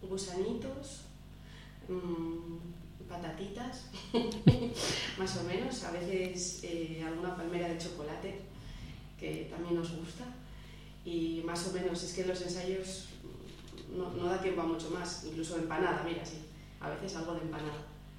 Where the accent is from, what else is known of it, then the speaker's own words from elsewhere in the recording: Mieres, Asturias, Spain; now in Gijón, Spain; Los demás somos de Mieres, yo ahora estoy más por Gijón y demás